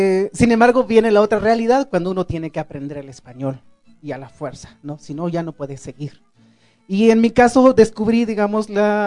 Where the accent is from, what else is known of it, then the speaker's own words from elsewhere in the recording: Chiapas, Mexico; first language Tzotzil; Spanish is a second language; yo crecí hablando mi lengua tzotzil hasta los 16 años cuando vine a la ciudad y aprendí el español porque pues si no aprendía no podía estudiar